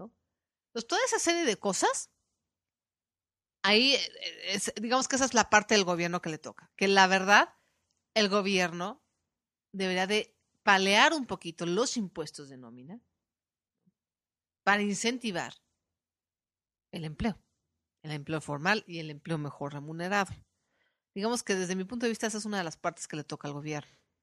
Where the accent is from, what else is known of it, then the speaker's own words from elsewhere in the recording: Mexico; por lo menos en mi país, en México